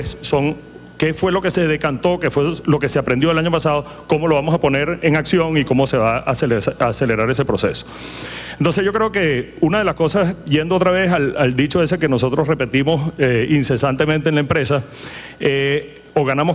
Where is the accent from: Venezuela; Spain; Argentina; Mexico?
Venezuela; esa es la gran invitación que tenemos ahorita como venezolanos para transformar materia prima en valor agregado para exportación.